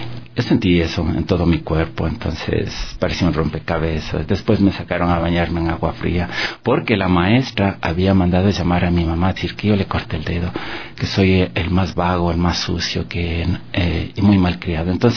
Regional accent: Quito, Pichincha, Ecuador; also born or lived in Salinas; Yo soy de Salinas, del Valle del Chota. Tenía 4 años cuando venimos acá a Quito.

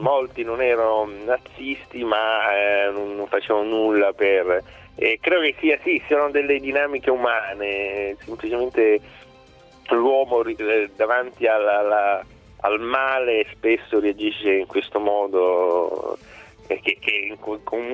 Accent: Palermo, Sicily, Italy; now in Milan, Italy; essendo palermitano, cioè la Sicilia è veramente distante

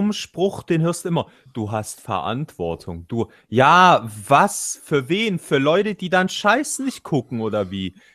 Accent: Russia; Ja, ich bin Russe und meine Eltern, Vorfahren...

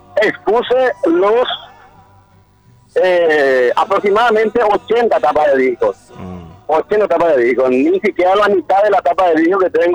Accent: Paraguay; nosotros como paraguayos

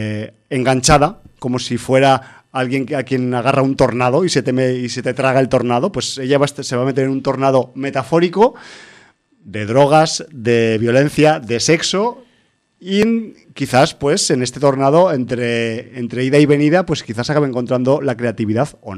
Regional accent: Barcelona, Catalonia, Spain; nosotros somos de Barcelona y no conocemos el underground

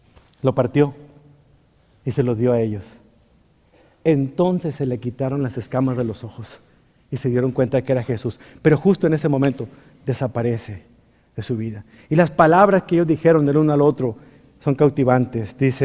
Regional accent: Mexico; ¿Usted nunca se ha fijado eso, que somos los mexicanos?

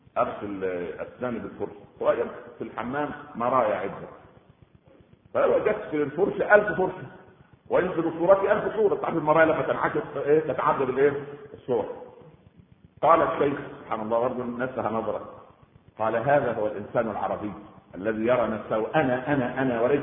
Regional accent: Egypt; عندنا في مصر

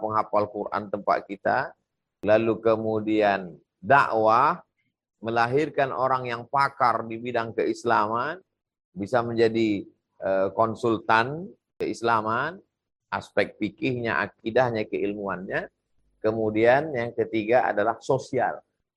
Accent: North Sumatra, Indonesia; Sumatera Utara, kampung halaman saya

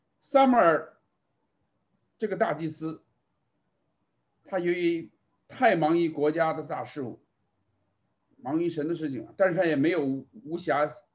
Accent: China; 可是我们很多中国的家长啊，觉得孩子还小就送给自己的父母放回国内去看了啊

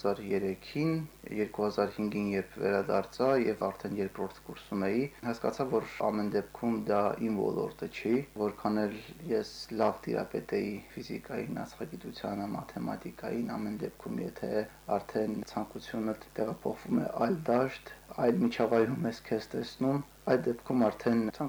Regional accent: Serher, Armenia; Ծնվել եմ ես Սերհերում, այնտեղ եմ միջնակարգս ավարտել, այնտեղ եմ անցկացրել իմ ամենահետաքրքիր, ամենաբովանդակալից օրերը։

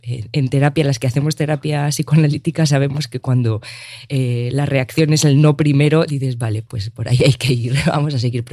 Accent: Argentina; born there; comprender también la historia de mi país natal, de Argentina

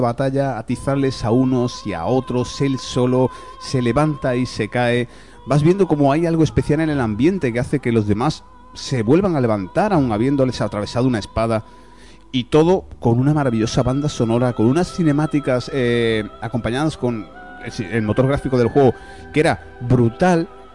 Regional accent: Andalusia, Spain; accent: Andalusian; Porque, bueno, somos de Andalucía. Es cierto que a lo mejor yo hablo más finolis de la cuenta

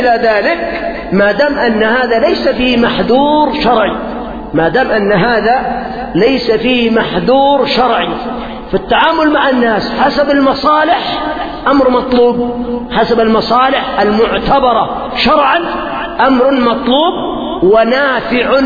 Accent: Yemen; مثلا عندنا في اليمن كم أموال أخذت ورحلت إلى أوروبا وإلى بلاد الغرب

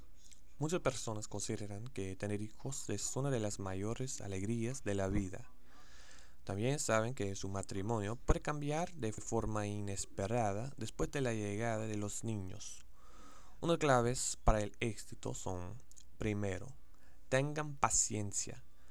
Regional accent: Texas, United States; Spanish is a second language; Soy de Texas, de los Estados Unidos, y soy de nivel intermedio o tal vez avanzado.

